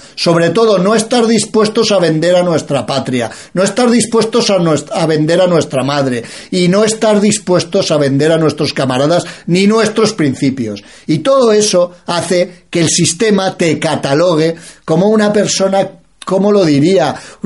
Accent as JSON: {"language": "Spanish", "country": "Spain"}